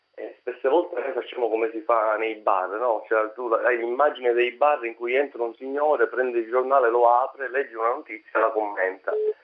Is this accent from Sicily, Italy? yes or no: yes; Sicily, Italy; noi stessi in quanto siciliani